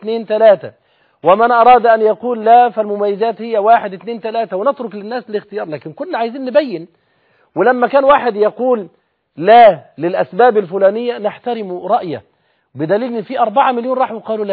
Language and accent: Arabic; Egypt; اولا نحن كمصريين حديث عهد بالكلام في السياسة، امر جديد علينا